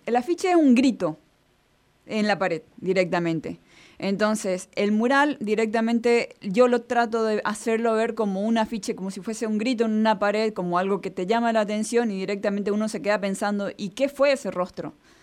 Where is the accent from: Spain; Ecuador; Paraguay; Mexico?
Paraguay; now in Argentina; Yo soy paraguaya.